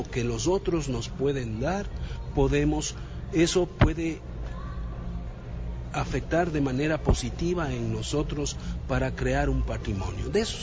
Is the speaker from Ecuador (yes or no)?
yes; Ecuador; para sentirnos orgullosos como ecuatorianos.